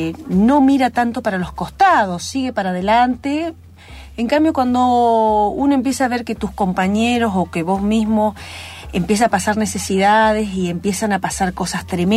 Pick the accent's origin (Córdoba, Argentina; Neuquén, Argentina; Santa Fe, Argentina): Santa Fe, Argentina; Venado Tuerto; moved away as an adult; also born or lived in Buenos Aires; Y yo soy de Venado Tuerto, vecino, ¿viste?